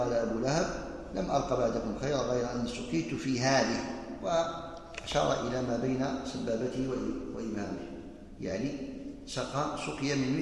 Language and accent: Arabic; Algeria; يعني عندنا في الجزائر المساجد كثيرة